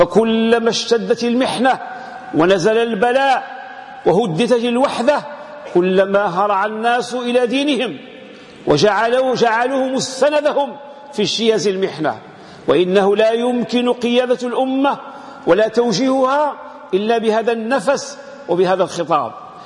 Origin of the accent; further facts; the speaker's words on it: Morocco; هذه العلاقة بين اللي عندنا في المغرب عندها خصوصية